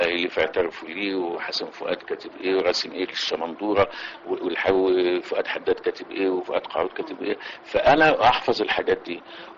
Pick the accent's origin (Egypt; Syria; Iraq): Egypt; Cairo, Cairo Governorate; also born or lived in Girga / Suez; انا من اصلا من الصعيد، يعني الاصل صعيدي من جرجه محافظه السؤال، لكني تربيت في فتره في القاهره، ثم في حريق القاهره انتقلنا الى السويس، وعشت في السويس من قبل سنه 51 يعني لغايه الهجره، لكن ما زلنا مرتبطين بالسويس